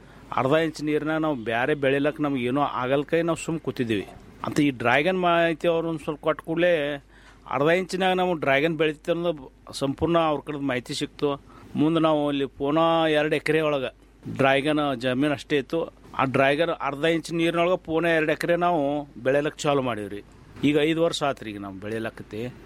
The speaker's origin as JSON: {"language": "Kannada", "town": "Ratnapur", "region": "Karnataka", "country": "India", "tie": "born or raised there"}